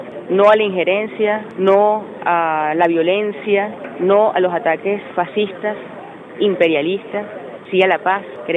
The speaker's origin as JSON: {"language": "Spanish", "country": "Venezuela", "said": "Somos venezolanos, venezolanas, todos y todas."}